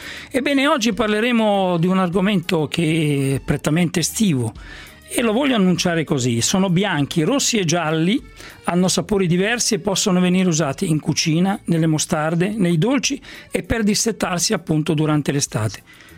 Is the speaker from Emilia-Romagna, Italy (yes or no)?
yes; Emilia-Romagna, Italy; Io ricordo che dalle mie parti in Romagna li conoscevo come cocomeri.